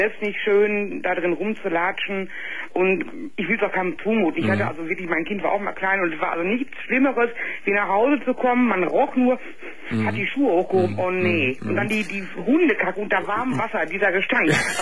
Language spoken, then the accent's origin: German; Gelsenkirchen, North Rhine-Westphalia, Germany; Nee, also wie gesagt, ich komme aus Gelsenkirchen.